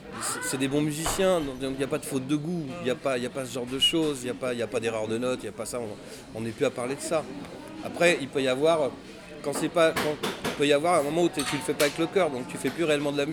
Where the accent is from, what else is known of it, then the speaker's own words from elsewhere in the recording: Levallois-Perret, Île-de-France, France; born there; Je suis né à Levallois-Perret.